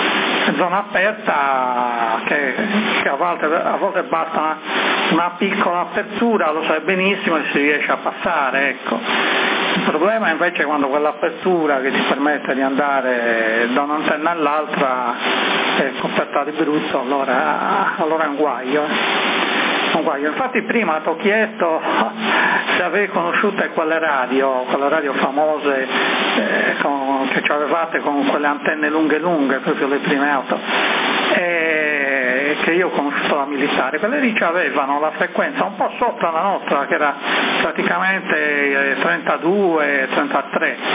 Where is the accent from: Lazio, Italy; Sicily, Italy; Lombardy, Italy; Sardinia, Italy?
Sardinia, Italy; Sassari; born there; io ci sono nato, arrivato a Viale Trieste, dietro quella che c'era l'edicola praticamente